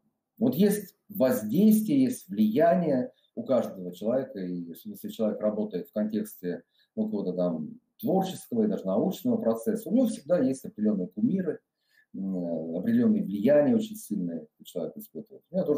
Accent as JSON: {"language": "Russian", "town": "Voronezh", "region": "Voronezh Oblast", "country": "Russia", "tie": "born or raised there", "said": "как я сам родился в Воронеже, долгое время жил в нем. И вот в детстве, вот когда там бегали по каким-то, так сказать, заброшенным депо, паровозы"}